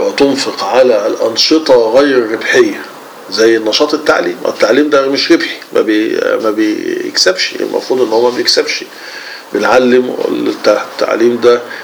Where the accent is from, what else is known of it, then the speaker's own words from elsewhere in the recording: Egypt; ولو نلاحظ انه مع دخول الاستعمار عندنا في مصر وفي غيرها من دول